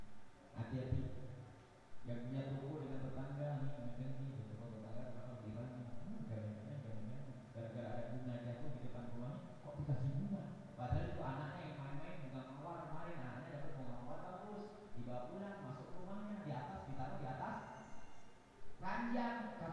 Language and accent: Indonesian; East Java, Indonesia; Sebab kami orang Jawa Timur.